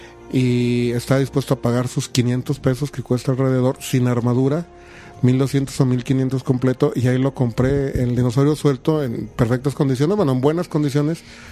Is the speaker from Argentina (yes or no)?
no; Durango, Mexico; Cuando nos llegan a nosotros aquí a Durango, que a pesar que somos norte de la República, estamos algo retiradones